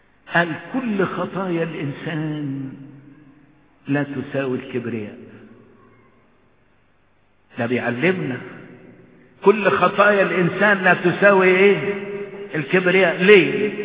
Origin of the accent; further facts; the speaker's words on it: Egypt; وعلى الاخص خلينا في بلدنا مصر، الله يتكلم